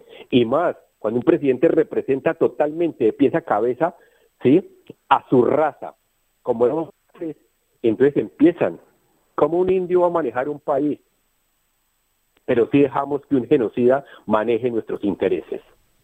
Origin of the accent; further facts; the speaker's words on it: Colombia; Pero yo, como muchos colombianos, tenemos el valor civil, a pesar del dolor, de levantarnos y decir, basta ya y no me callo